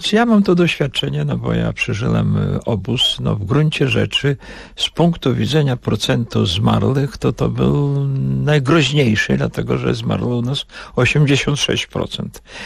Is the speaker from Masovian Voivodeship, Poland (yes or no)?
yes; Warsaw, Masovian Voivodeship, Poland; also born or lived in Vilnius, Lithuania; mam bardzo bliskie węzy, tak powiem, emocjonalne z Wilnem, ale moim miastem jest Warszawa, w której dorastałem, w której chodziłem do gimnazjum, do szkoły, brałem udział w powstaniu, prawda, przeżyłem całą okupację, także to jest Warszawa.